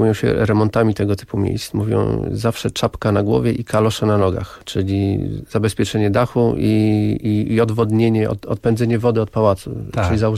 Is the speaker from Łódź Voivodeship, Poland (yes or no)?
no; Warsaw, Masovian Voivodeship, Poland; Znaczy ja do tej pory jestem obcym, jestem człowiekiem z Warszawy, więc warszawiakiem.